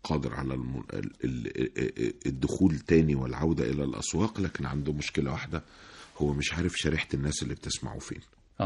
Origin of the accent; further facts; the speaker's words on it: Egypt; بحاول افهم البياع ان انا من مصر